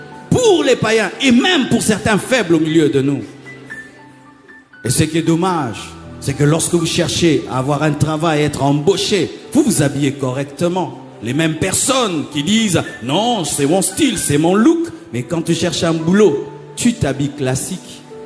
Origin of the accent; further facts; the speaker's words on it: Kinshasa, DR Congo; Chez nous à Kinshasa, il y a un aliment qu'on appelle chikwang.